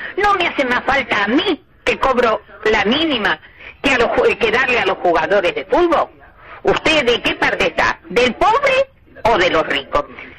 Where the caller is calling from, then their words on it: Lanús, Buenos Aires Province, Argentina; soy de Lanús.